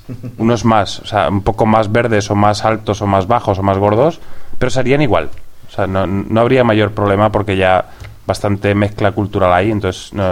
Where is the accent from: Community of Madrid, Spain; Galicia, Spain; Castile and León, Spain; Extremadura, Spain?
Community of Madrid, Spain; Madrid; Yo soy de Madrid.